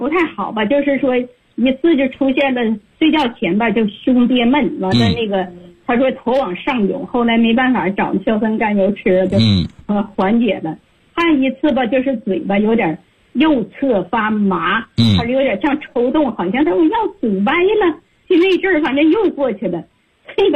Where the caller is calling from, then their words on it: Beijing, China; 我来自北京，我今年72岁了。